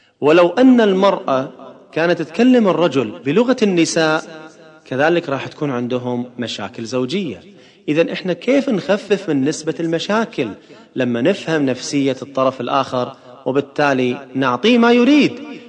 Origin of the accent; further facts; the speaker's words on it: Kuwait; مرة عملت دراسة عندنا في الكويت عن أسباب الطلاق